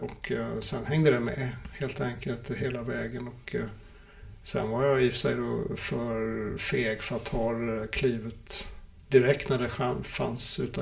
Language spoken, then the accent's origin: Swedish; Småland, Sweden; born or raised there